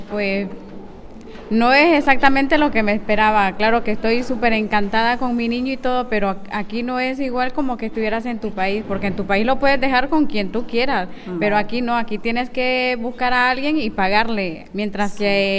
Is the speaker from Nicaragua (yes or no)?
yes; Nicaragua; soy de Nicaragua.